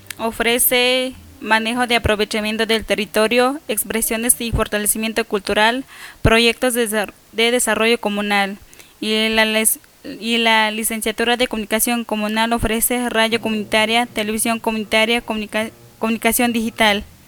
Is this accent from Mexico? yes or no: yes; Tamazulapan, Oaxaca, Mexico; de donde soy, de Tamazulapan